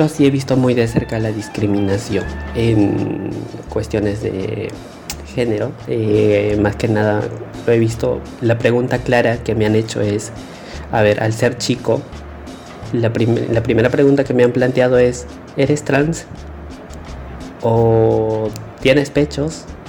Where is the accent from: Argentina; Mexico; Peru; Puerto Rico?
Peru; now in Spain; tengo 25 años. Soy un chico de Perú. Y bueno, estoy aquí en España